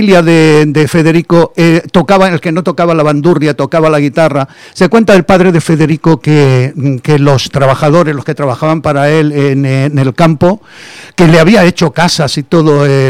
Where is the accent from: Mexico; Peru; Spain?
Spain; Granada, Andalusia; Mi infancia en el Albaicín. Mi infancia, estuve hasta los 11 años, estuve en el Albaicín. A los 11 años nos mudamos al barrio de La Chana.